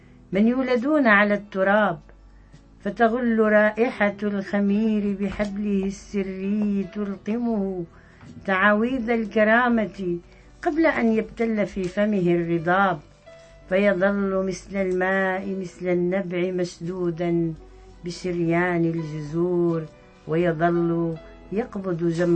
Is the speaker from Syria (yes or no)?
yes; Syria; فأنا شخصيا أرفض رفض قاطع أن أقول أني سورية، أنا عربية سورية.